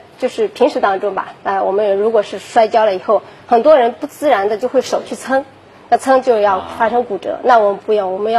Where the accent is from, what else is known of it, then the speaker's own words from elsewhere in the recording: Shandong, China; now in Shanghai, China; 我不是，我是山东人。